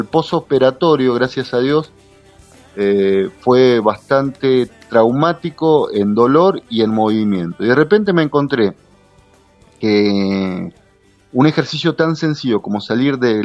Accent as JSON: {"language": "Spanish", "region": "Mendoza", "country": "Argentina", "tie": "born or raised there", "said": "en el caso mío soy más mendocino que el vino Malbec, así. Soy nacido y criado en Mendoza."}